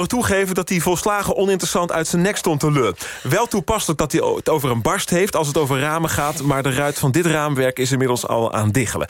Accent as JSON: {"language": "Dutch", "town": "Numansdorp", "region": "South Holland", "country": "Netherlands", "said": "Ik kom uit Numansdorp, Hoekse Waard."}